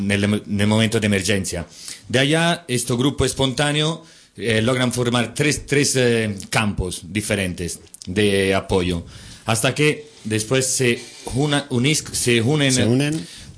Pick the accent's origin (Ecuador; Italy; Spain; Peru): Italy; Florence, Tuscany; de Florencia.